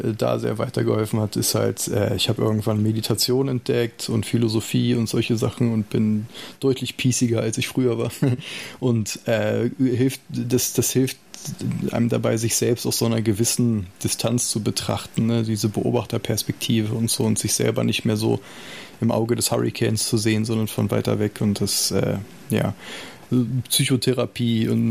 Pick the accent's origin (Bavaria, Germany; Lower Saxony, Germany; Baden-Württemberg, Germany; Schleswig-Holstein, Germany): Lower Saxony, Germany; Salzgitter; ich bin in Salzgitter groß geworden, eine nicht gerade musische Stadt mit nicht besonders vielen Möglichkeiten außerhalb der Auto- und Stahlindustrie und so.